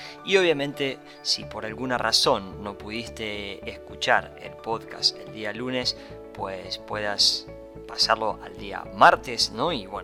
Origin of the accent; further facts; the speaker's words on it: Argentina; born there; nací en Argentina, soy hijo único y me crié con una madre soltera. Y la verdad es que no fue nada sencillo, no fue nada simple porque la verdad es que vengo de una familia muy humilde